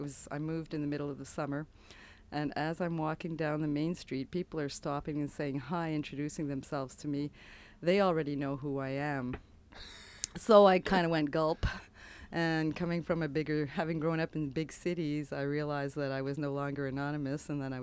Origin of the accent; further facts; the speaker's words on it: Montreal, Quebec, Canada; now in Canmore, Canada; I'm originally from Montreal, but have been living in Canmore for the past 25 years.